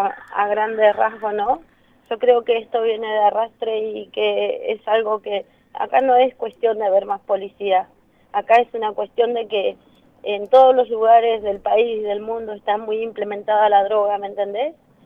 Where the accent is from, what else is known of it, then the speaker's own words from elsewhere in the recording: Neuquén, Argentina; Como digo, yo soy de pueblo, de Neuquén, a 130 kilómetros, y es todo nuevo para mí.